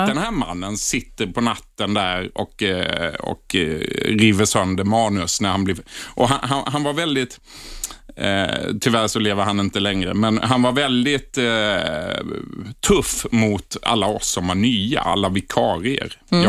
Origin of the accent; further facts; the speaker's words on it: Blekinge, Sweden; jag är från Blekinge